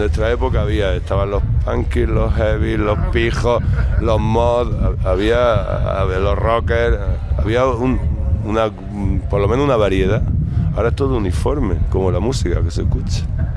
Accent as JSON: {"language": "Spanish", "town": "Granada", "region": "Andalusia", "country": "Spain", "tie": "born or raised there", "said": "Yo me he criado en Granada, yo soy de Granada"}